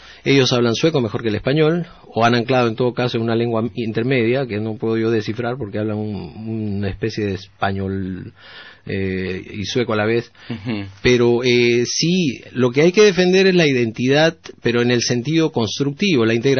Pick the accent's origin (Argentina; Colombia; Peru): Peru; now in Sweden; Soy peruano y soy sueco. Cuando vivo en Suecia, trabajo con suecos y con personas que viven en Suecia, pero tengo que venir un mes al año, y eso hago desde hace 5 años.